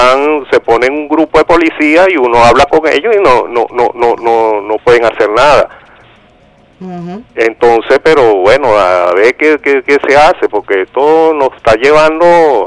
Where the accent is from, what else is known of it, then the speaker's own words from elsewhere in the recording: Catí, Valencian Community, Spain; yo soy aquí de Cati